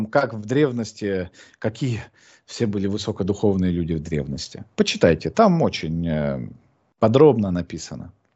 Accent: Krasnoyarsk Krai, Russia; Я же из Красноярского края.

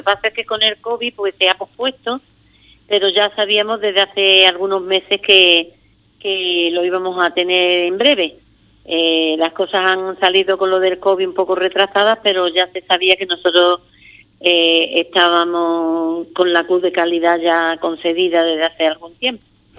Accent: Ubrique, Andalusia, Spain; que mi pueblo tuviera algo específico y especial que se pudiera visitar con ese arraigo y con esa gusto, ¿no?, de que la gente pueda comprender lo que es la historia de Ubrique

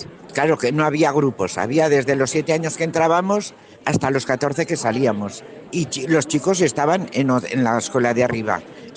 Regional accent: Berceo, La Rioja, Spain; also born or lived in Nájera; soy nacida aquí en Berceo. Hemos estado aquí viviendo muchísimos años. Pues casi toda una vida.

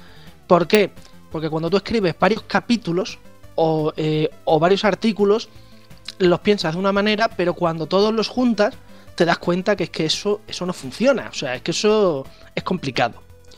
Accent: Badajoz, Extremadura, Spain; yo me teníais a mí que ver en Hacienda de mi ciudad natal, Badajoz

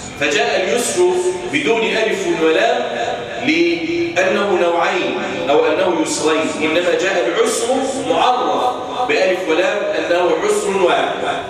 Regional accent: Egypt; وأن يجعل بلدنا مصر أمن الأمان سخاء رخاء

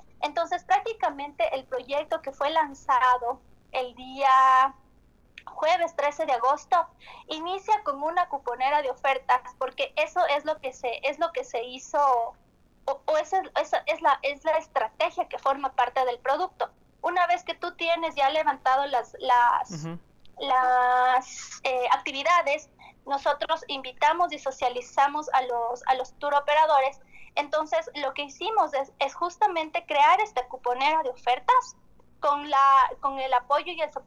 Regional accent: Quito, Pichincha, Ecuador; y nosotros como quiteños o los cuencanos o los de Latacunga

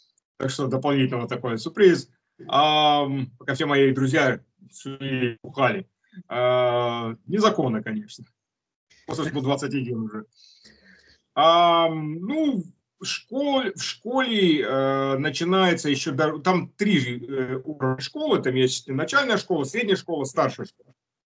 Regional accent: Russia; потому что я русский, родом с России.

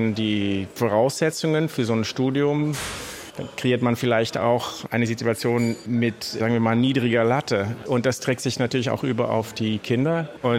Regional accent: Netherlands; Generell habe ich zum Beispiel in meiner Heimat in den Niederlanden gemerkt

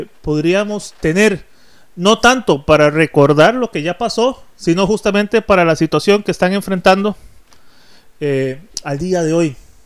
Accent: San José, Costa Rica; para los que venimos de San José creemos que con abrir el tubo ya sale el agua

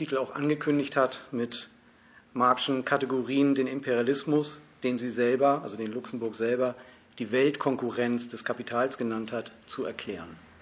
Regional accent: Hamburg, Germany; Also ihr habt eben gehört, ich komme aus Hamburg.

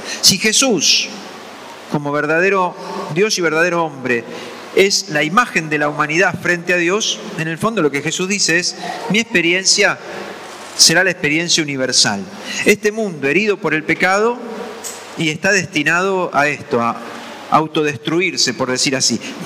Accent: Argentina; otra vez como argentinos estamos envueltos en una crisis

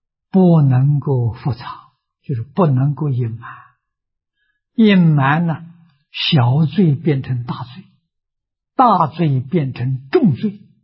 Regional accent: China; 我们中国人把它的尾音省掉了

